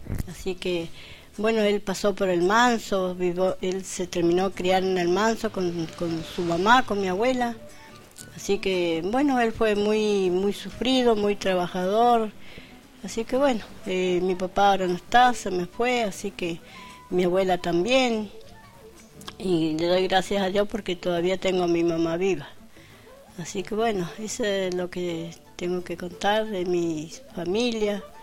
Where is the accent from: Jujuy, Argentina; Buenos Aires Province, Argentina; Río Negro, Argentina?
Río Negro, Argentina; El Bolsón; Yo soy nacida y criada acá en Bolsón. Yo nací en la Loma del Medio, pero de acá al Bolsón. Así que me crié ahí. Ahora vivo acá en barrio Los Hornos. Hace años que estoy en barrio Los Hornos.